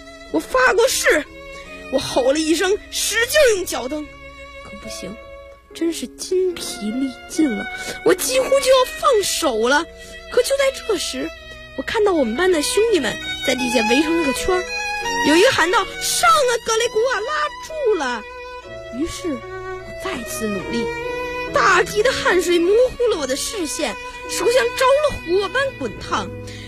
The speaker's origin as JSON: {"language": "Chinese", "region": "Beijing", "country": "China", "said": "我来自北京，我是一个学生。"}